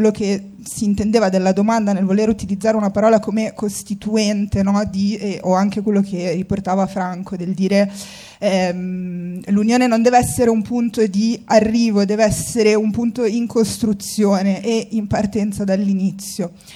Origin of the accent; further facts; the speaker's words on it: Tunisia; Io sono tunisina